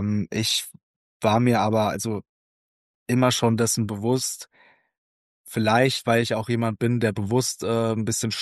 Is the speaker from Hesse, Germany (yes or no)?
yes; Hesse, Germany; 1995 in Dieburg, das ist bei Darmstadt, und dementsprechend wisst ihr jetzt auch, wo ich aufgewachsen bin und herkomme, und zwar im schönen Südhessen, direkt vor den Toren Darmstadts. Da habe ich meine meiste Zeit verbracht.